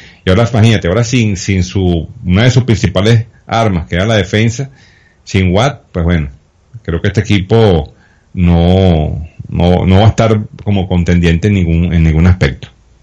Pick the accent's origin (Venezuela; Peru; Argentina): Venezuela; Cuando un equipo aquí en Venezuela, en 9 innings, no hace carrera